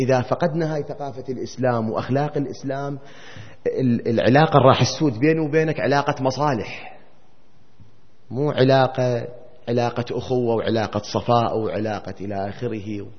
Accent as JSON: {"language": "Arabic", "country": "Iraq", "said": "ما أدري إحنا هيك كان عندنا بالعراق وبلادنا العربية بصورة عامة كان موجود"}